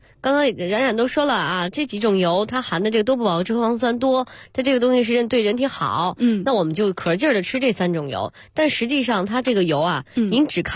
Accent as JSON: {"language": "Chinese", "country": "China"}